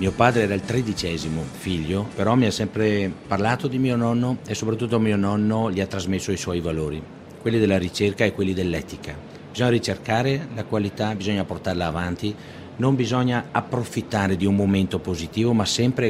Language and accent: Italian; Colbertaldo, Veneto, Italy; Se dico il nome del mio paese non lo conosce nessuno, è Colbertaldo. È la frazione di Vidorro, un comune di 3.800 abitanti. Valdobbiadene è la cittadina più famosa, vicina a noi, dista 3 km, quindi abitiamo nel Valdobbiadenese